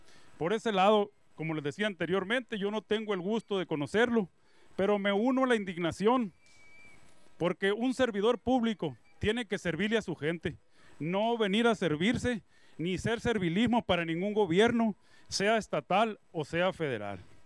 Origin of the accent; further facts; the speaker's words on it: Bacoachi, Sonora, Mexico; También vengo de Vacuashi.